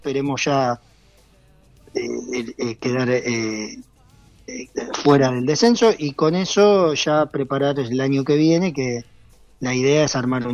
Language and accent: Spanish; Argentina; Somos así los argentinos somos bastante difíciles en ese sentido.